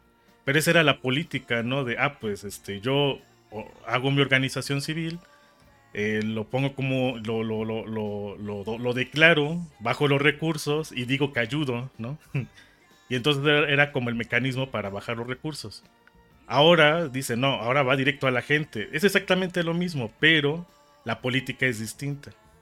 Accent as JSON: {"language": "Spanish", "country": "Mexico", "said": "Y en México, aunque nos dicen que todos decimos que somos mexicanos, la verdad es de que hay una gran diversidad"}